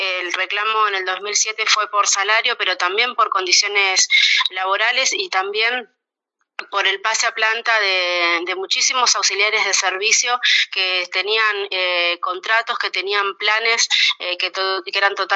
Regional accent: Plotier, Neuquén, Argentina; Yo soy de Plotier, que está a 15 kilómetros de Neuquén.

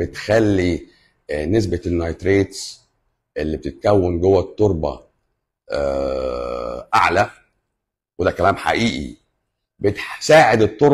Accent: Egypt; ربنا وفقنا احنا كمصريين

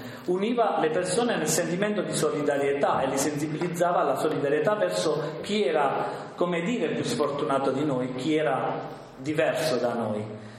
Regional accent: Apulia, Italy; vengo dalla Puglia

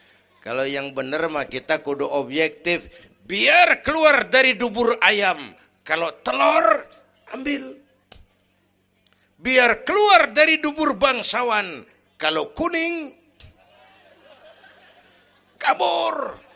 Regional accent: Kebayoran, Jakarta, Indonesia; born there; Bahwa saya lahir di Kebayoran, itu mah kebetulan.

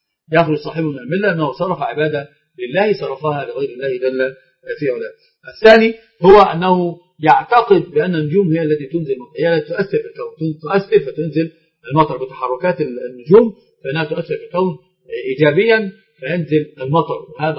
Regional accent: Egypt; طبعا عندنا في مصر بالذات الخطأ الفاحش اللي نقع فيه

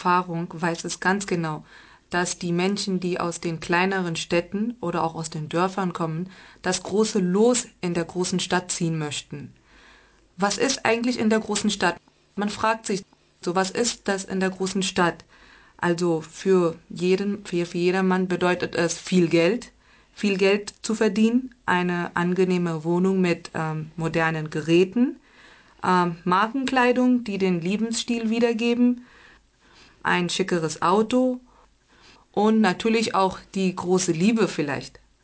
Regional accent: Bangalore, Karnataka, India; German is a second language; ich komme aus Indien, aus dem südlichen Staat, ja.

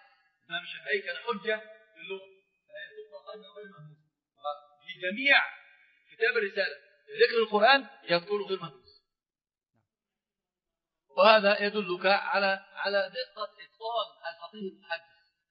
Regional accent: Egypt; عندنا في مصر في مثل مشهور جدا

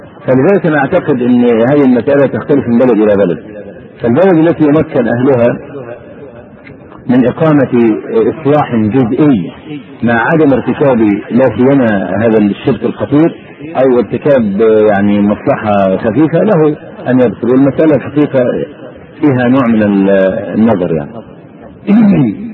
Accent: Egypt; يعني مثلا عندنا في مصر دخول البرلمان لا قيمة له

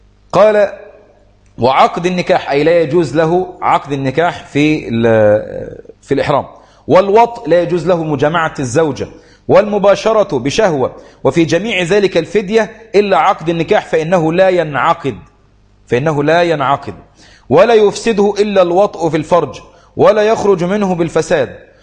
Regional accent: Egypt; جزء الحمام عندنا في مصر غالي جدا

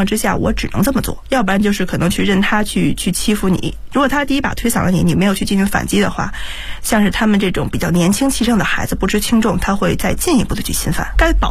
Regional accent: Beijing, China; 因为毕竟我是土生土长在北京的一个孩子。

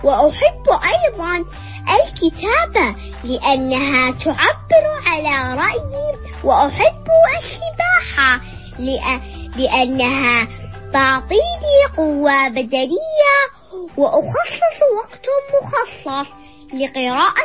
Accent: Abu Dhabi, United Arab Emirates; من الصف الثالث من مدارس الإمارات الوطنية من مدينة أبوظبي، أنا إماراتية.

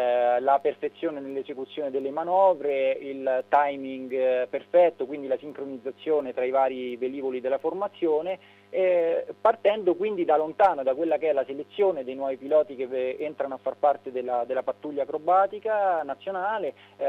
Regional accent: Rome, Lazio, Italy; io sono di Roma, quindi diciamo ho la fortuna di vederle quantomeno sorvolare

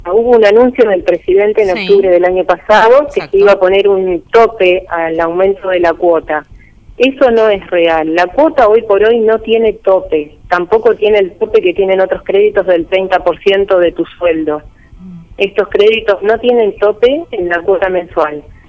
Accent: Olavarría, Buenos Aires Province, Argentina; now in Tandil, Argentina; yo soy de Tandil, era de Olavarría, vivo en Tandil hace varios años

